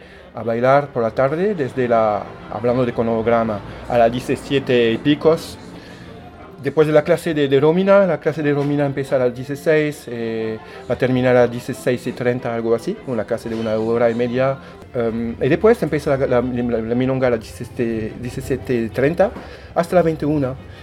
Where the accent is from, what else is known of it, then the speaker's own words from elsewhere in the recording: France; Spanish is a second language; Yo soy francés, en Francia comemos como gallinas a las 8, 9